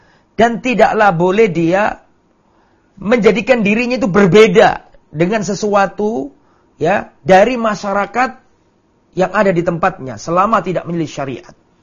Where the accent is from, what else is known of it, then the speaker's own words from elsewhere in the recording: Lamongan, East Java, Indonesia; Saya di desa misalnya, di desa saya Lamongan misalnya, saya sholat, orang sana adatnya adalah memakai sarung sama pakai baju sama songkok.